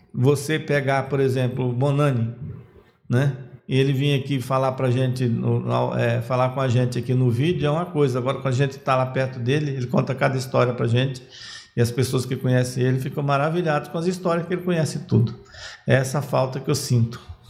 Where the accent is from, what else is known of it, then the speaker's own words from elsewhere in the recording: Bahia, Brazil; eu sou da Bahia, né? Do sertão da Bahia, e a gente vai muito em Remanso lá, que é a cidade da minha família também. Daqui até lá são 2.400 quilômetros.